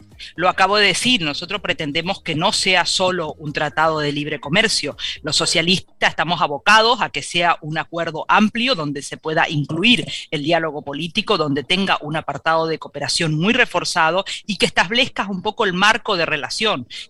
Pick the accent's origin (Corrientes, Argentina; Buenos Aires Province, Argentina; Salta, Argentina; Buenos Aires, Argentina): Corrientes, Argentina; de mi misma provincia donde yo soy, de Corrientes, Argentina, en el límite con Brasil y el límite con Paraguay. Yo soy de una región que se llama el Gran Chaco Latinoamericano, que está justamente en el límite en lo que es el corazón del Mercosur